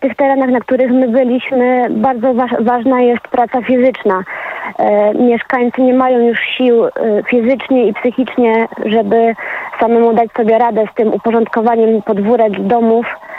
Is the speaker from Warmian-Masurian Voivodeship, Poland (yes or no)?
no; Ścibórz, Opole Voivodeship, Poland; Wie pan co, jestem ze Ściborza.